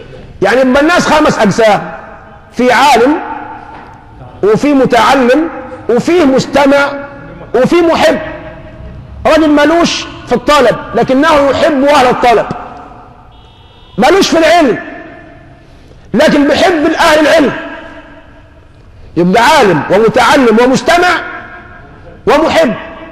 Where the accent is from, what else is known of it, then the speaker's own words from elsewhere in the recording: Egypt; عندنا في مصر من العشوائيه بنوا حته مدرس